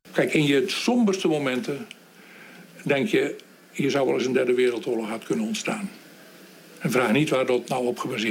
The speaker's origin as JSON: {"language": "Dutch", "country": "Netherlands", "said": "En ik als Nederlander heb het er ook heel moeilijk mee."}